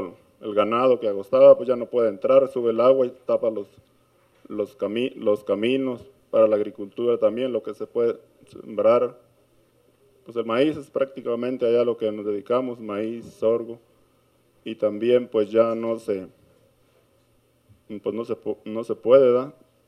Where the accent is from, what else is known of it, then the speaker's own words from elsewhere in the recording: Tapesco, Jalisco, Mexico; también vengo de la comunidad de Tapesco, municipio de Tequila, Jalisco